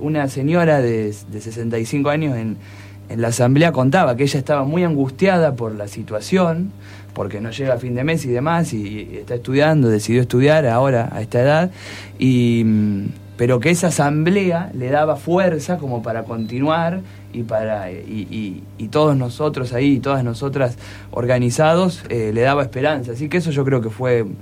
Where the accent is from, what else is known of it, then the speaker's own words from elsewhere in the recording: Balcarce, Buenos Aires Province, Argentina; yo me había ido el viernes a Balcarce, soy de Balcarce, me vine a estudiar